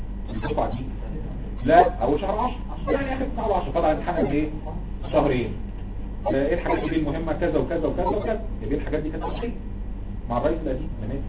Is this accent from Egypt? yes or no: yes; Egypt; انا طبعا انت عارف ان عندنا في مصر